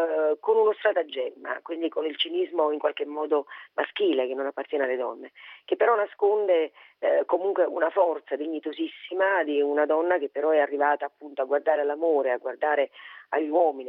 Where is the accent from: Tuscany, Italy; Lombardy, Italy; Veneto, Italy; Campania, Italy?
Campania, Italy; Naples; per quanto io sia nata a Napoli, sia napoletana e sia di un vicolo, quindi appartenga alla classe del popolo